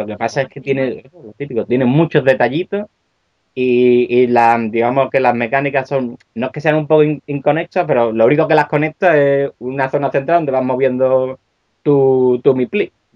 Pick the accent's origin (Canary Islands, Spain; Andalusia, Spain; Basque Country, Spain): Andalusia, Spain; Seville; now in Asturias, Spain; Porque yo, aunque soy de Sevilla, estoy emigrado allí, por amor.